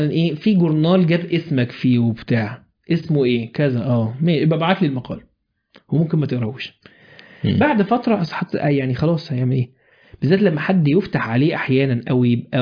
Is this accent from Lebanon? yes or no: no; Egypt; بس عندنا في مصر كده